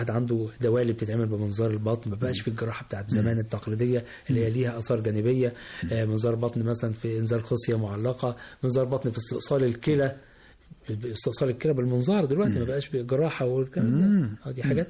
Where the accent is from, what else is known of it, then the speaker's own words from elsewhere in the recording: Egypt; الأورام عندنا في مصر يمكن في شوية منتشرة زيادة شوية عن عن المتوقع